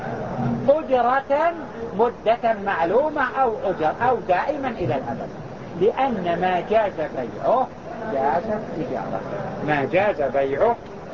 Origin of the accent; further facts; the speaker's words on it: Mecca, Makkah Province, Saudi Arabia; وهما يسمى عندنا في مكة يسمى بالحكر